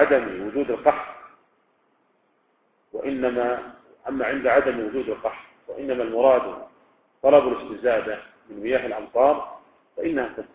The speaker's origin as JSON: {"language": "Arabic", "town": "Riyadh", "region": "Riyadh Province", "country": "Saudi Arabia", "said": "يعني مثلا لو كان عندنا في الرياض مثلا"}